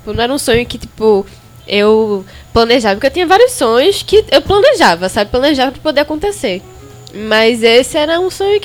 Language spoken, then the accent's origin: Portuguese; Olinda, Pernambuco, Brazil; É, mas nunca saí mesmo da minha terra. Sempre fui muito fincada, sabe? Tipo, sempre tive essa coisa de minha terra, bairrista, olindense